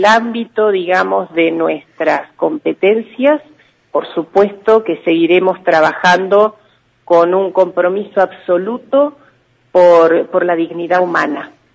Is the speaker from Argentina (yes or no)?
yes; Carmen de Patagones, Buenos Aires Province, Argentina; born there; now in Viedma, Argentina; Vivo hace 31 años en Viedma, nací en Carmen de Patagones.